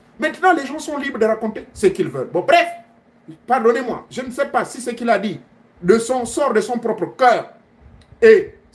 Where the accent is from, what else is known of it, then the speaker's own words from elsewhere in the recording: Gabon; Le cas de chez moi au Gabon, j'ai constaté que dans certains coins, mes frères pygmées se sont confiés à moi. J'ai un parent pygmée. Oui. Du côté de ma grand-mère.